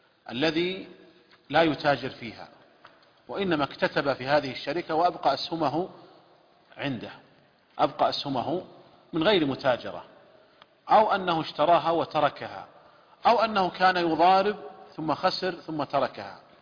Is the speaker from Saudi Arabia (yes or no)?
yes; Saudi Arabia; والشركات عندنا في المملكة العربية السعودية ملزمة بدفع الزكوات